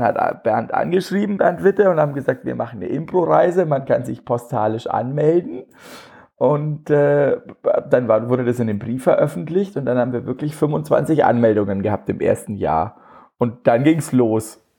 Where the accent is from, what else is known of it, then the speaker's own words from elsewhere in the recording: Bavaria, Germany; accent: Franconian; ich komme aus Franken, das hört man wahrscheinlich ein bisschen